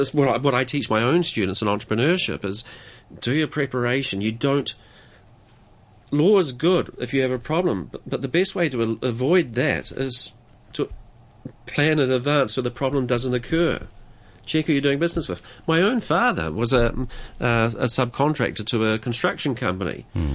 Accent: New Zealand; I'm not British, by the way. If anyone listening to this, I'm a Kiwi.

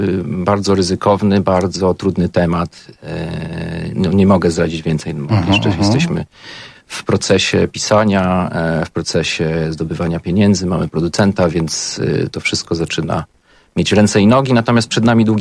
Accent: Pomeranian Voivodeship, Poland; now in Kraków, Poland; ja w ogóle pochodzę z Pomorza, więc to w ogóle jakby totalnie jestem przyszywanym Krakusem.

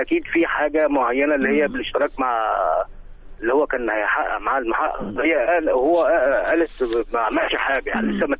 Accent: Sharqia Governorate, Egypt; انا من زازين ان شاء الله.

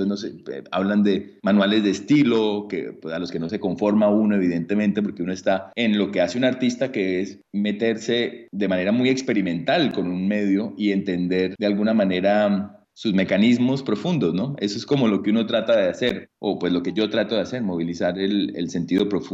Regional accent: Cali, Valle del Cauca, Colombia; now in Berlin, Germany; que es un nombre francés porque papá francés, pero soy caleño y soy artista y vivo en Berlín, un poco entre París y Berlín ahora.

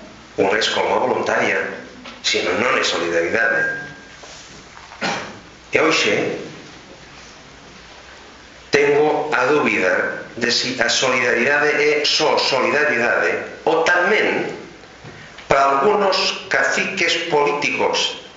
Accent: Catalonia, Spain; Galician is a second language; porque eu son catalán.

